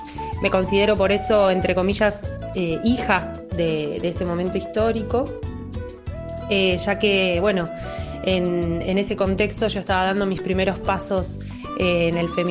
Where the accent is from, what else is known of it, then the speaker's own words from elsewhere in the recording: Argentina; tengo 28 años, soy argentina